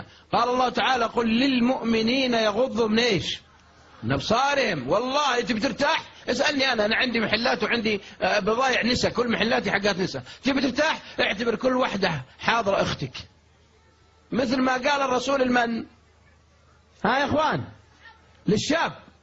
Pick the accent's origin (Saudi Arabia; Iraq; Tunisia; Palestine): Saudi Arabia; Riyadh, Riyadh Province; واحد عندنا في الرياض يستحي يستحي مرة